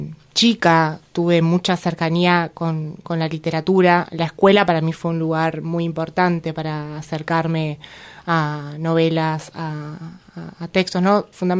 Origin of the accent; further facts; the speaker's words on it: General Roca, Río Negro, Argentina; yo soy de Fisquemenuco